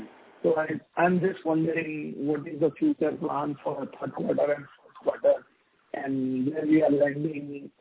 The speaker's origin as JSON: {"language": "English", "region": "Gujarat", "country": "India", "second_language": "English", "said": "I am from Gujarat and I am a small investor."}